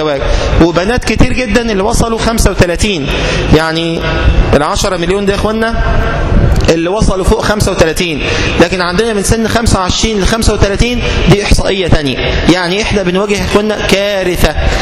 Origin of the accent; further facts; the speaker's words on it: Egypt; لما يكون متوسط الأسرة عندنا في مصر 8